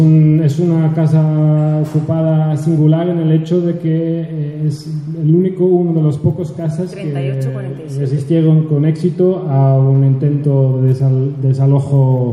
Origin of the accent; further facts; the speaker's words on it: Netherlands; Spanish is a second language; moved away as an adult; also born or lived in United States; now in Catalonia, Spain; Pues yo soy medio holandés, medio yanqui, y llevo unos 15 años aquí en Cataluña